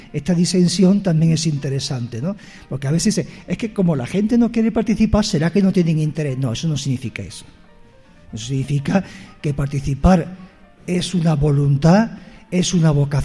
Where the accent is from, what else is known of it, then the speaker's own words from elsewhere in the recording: Italy; Spanish is a second language; soy italiana y estoy aquí de paso